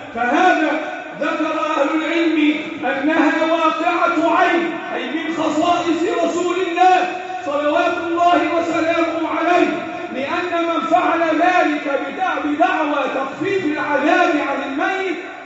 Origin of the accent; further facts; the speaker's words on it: Egypt; اللهم احفظ بلدنا مصر وسائر بلاد المسلمين.